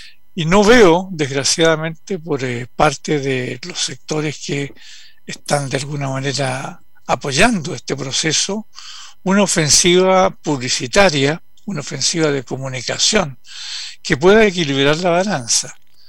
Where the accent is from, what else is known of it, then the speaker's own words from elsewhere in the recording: Chile; debiera preocuparnos muchísimo como chilenas y chilenos